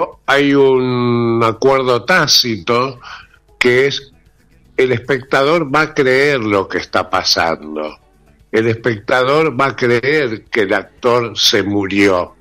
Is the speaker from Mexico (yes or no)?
no; Rosario, Santa Fe, Argentina; now in Buenos Aires, Argentina; Yo soy rosarino, hace muchos años que vivo en Buenos Aires, más de 40, pero empezó en Rosario con la lírica.